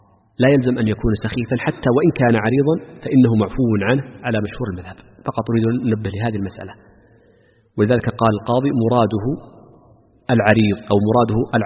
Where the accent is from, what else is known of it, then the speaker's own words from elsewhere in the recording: Makkah Province, Saudi Arabia; accent: Meccan; المداس في لهجتنا خاصة في لهجة أهل مكة وما جاورها، المداس هو النعل أكرمكم الله.